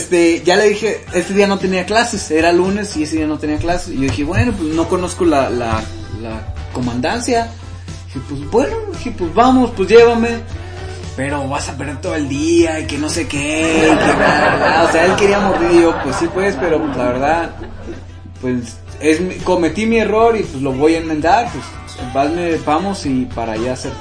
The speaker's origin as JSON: {"language": "Spanish", "region": "Michoacán", "country": "Mexico", "said": "No, soy de Michoacán."}